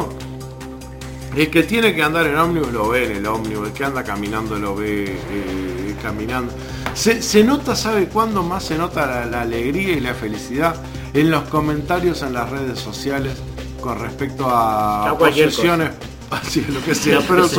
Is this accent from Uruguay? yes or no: yes; Uruguay; Nosotros, como uruguayos, sabemos que estamos en el 1.